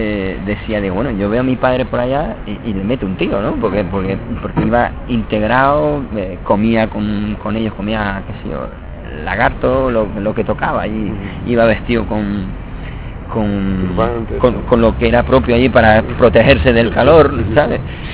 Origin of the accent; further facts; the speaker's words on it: Las Palmas de Gran Canaria, Canary Islands, Spain; Yo soy nacido en Las Palmas de Gran Canaria. Mi padre era malagueño, mi madre de Las Palmas de Gran Canaria también. Yo soy del barrio de Arenales.